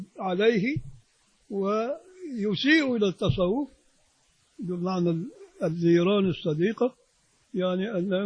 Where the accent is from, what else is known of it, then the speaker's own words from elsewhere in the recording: Egypt; نطلع بره في الشارع احنا مواطنين مصريين